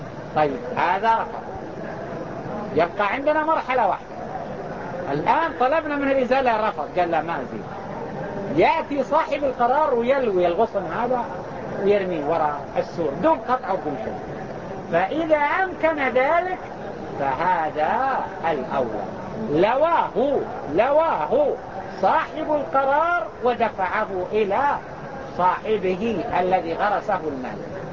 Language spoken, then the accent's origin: Arabic; Mecca, Makkah Province, Saudi Arabia; وهما يسمى عندنا في مكة يسمى بالحكر